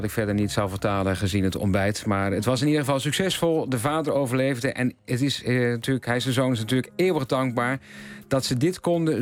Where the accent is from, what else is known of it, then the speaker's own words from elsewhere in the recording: Overijssel, Netherlands; ik kom dan niet uit Zeeland, maar uit Overijssel.